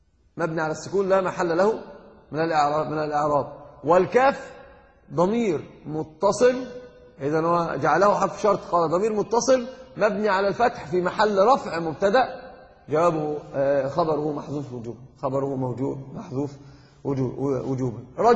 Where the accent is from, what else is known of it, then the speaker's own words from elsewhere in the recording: Egypt; يعني عندنا في مصر يقولون كلمة من العجب